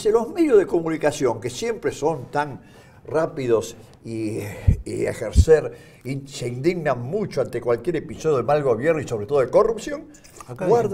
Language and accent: Spanish; Buenos Aires, Argentina; Yo diría que porteñas. Yo soy porteña, claro.